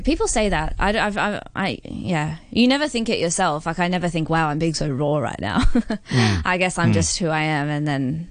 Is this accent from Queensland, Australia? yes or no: yes; Brisbane, Queensland, Australia; I mean, I'm from Brisbane, which is very, very tiny. Well, not very tiny, but it's a small city and... Australia